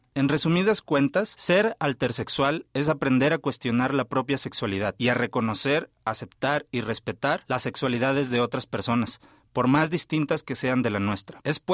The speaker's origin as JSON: {"language": "Spanish", "town": "Mazatlán", "region": "Sinaloa", "country": "Mexico", "tie": "born there", "said": "Tengo 27 años y nací en Mazatlán, Sinaloa, por si me escuchan un poco el acento medio raro."}